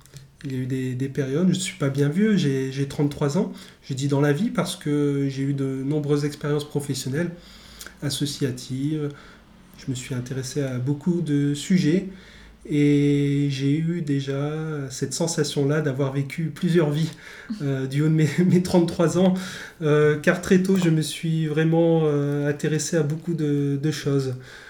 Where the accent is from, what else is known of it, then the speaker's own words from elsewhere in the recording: Douai, Hauts-de-France, France; also born or lived in Amiens; Je suis né en Nord-Pas-de-Calais, Picardie, et plus précisément à Douai. Donc j'ai bien connu toute cette nature que j'adorais dans le nord.